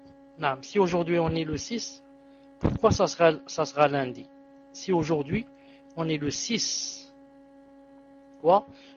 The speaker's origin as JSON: {"language": "French", "country": "Algeria", "said": "moi, je viens de vérifier ici, chez nous en Algérie, nous sommes le 6."}